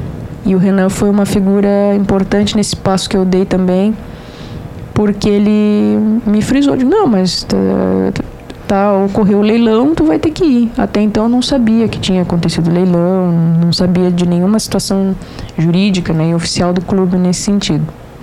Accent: Jaguarão, Rio Grande do Sul, Brazil; eu sou natural de Jaguarão, então, a minha família, por parte de pai, em descendência escrava, trabalharam em fazendas em Jaguarão.

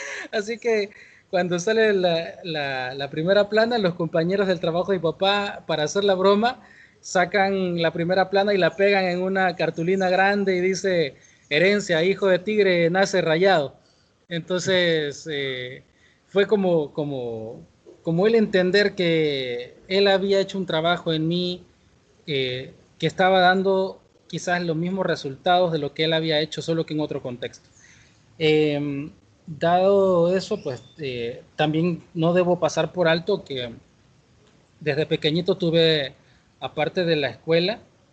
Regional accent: San Salvador, El Salvador; Mi experiencia de escuela fue en el pueblo de donde soy originario, que estoy a 20 minutos de la capital, de San Salvador. Eso es al

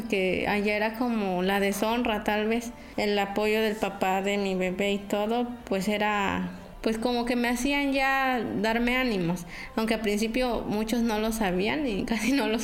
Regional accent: Santa María Sola, Oaxaca, Mexico; born there; Yo nací en Santa María Sola, un municipio que está ubicado en la Sierra Sur de Oaxaca. Soy hija de padres campesinos.

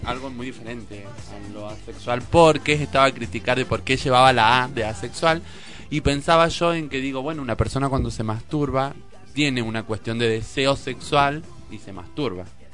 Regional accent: Salta, Argentina; Pero yo soy de Salta

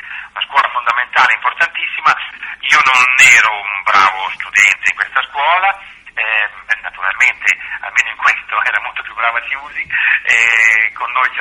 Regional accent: Mantua, Lombardy, Italy; now in Bologna, Italy; questa mia patria di adozione, perché ripeto vengo dalla Lombardia, ma ho veramente ammirato i bolognesi per la loro capacità di intessere relazioni.

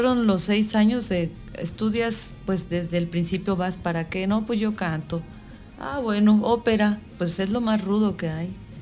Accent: Michoacán, Mexico; also born or lived in Mexico City; Sí, nací en la Ciudad de México, pero como mis papás son michoacanos, me llevaron muy chiquita para allá.

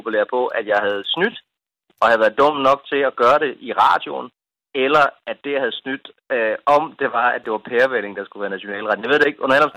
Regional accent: Region of Southern Denmark, Denmark; Jeg er selv fra Fyn, og der kan vi noget med rygeost, for eksempel, ikke?

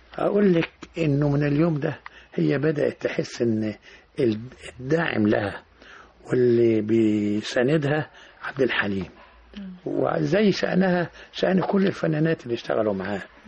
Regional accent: Egypt; ده كله بيخليني أسعد إن أنا مصري بنتمي إلى بلدي

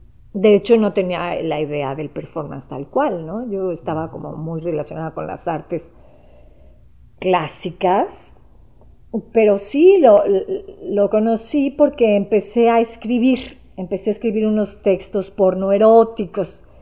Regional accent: Mexico; born there; nací aquí en México

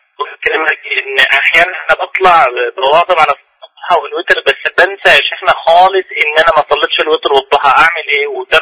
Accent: Syria; يعني عامة أنا من سوريا وفي المكان ده

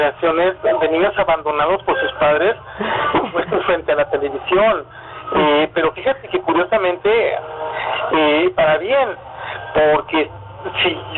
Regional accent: Monterrey, Nuevo León, Mexico; Yo nací en Monterrey, yo vivía en Monterrey

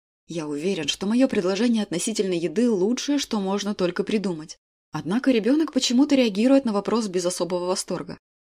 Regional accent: Moscow, Russia; я тот редкий москвич, кто с огромным удовольствием лишний раз посмотрит на храм Василия Блаженного, несмотря на то, что в детстве меня постоянно сюда таскали.

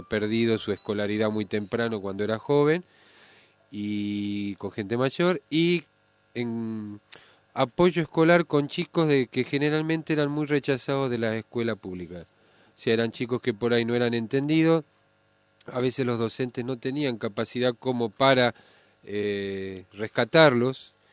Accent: Jujuy, Argentina; now in Manzanares, Spain; para hacer lo que hacíamos antes en Jujuy, donde también teníamos una biblioteca, que era, los dos venimos de Jujuy

